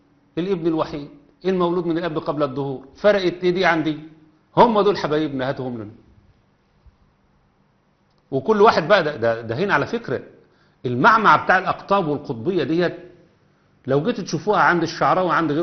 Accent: Egypt; عندنا في مصر

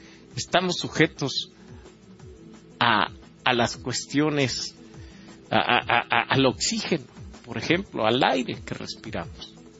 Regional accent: Mexico; Conservar nuestras tradiciones, por ejemplo, que nos identificara como mexicanos

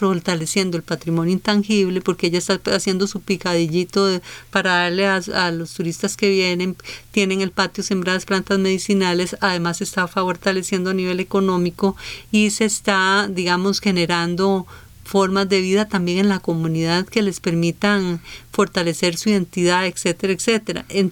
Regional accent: Costa Rica; eso nos da una dimensión de ese retrato de lo que somos como costarricenses mucho más rico del que tenemos

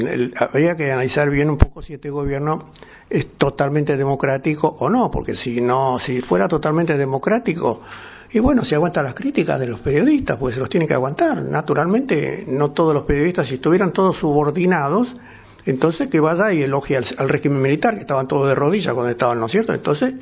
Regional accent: Buenos Aires, Argentina; Pero yo me crié mucho en Villa del Parque.

